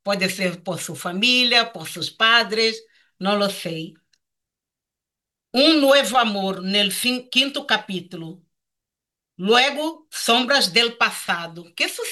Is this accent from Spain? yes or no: no; Brazil; first language Portuguese; Spanish is a second language; Está em português, que é minha língua natal, tenho que honrar el país de donde vengo, que lo amo mucho a Brasil.